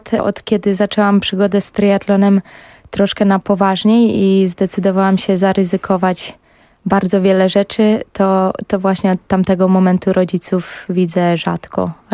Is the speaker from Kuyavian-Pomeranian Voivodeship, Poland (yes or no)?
yes; Bydgoszcz, Kuyavian-Pomeranian Voivodeship, Poland; warunki pogodowe i ukształtowanie terenu tam, gdzie obecnie mieszkam, są zdecydowanie lepsze niż w Bydgoszczy, skąd pochodzę.